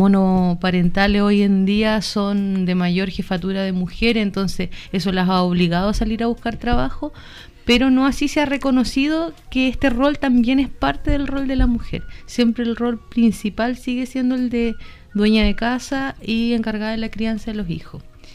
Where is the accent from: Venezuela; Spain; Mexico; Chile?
Chile; a nosotros como sociedad chilena nos ha costado mucho trabajar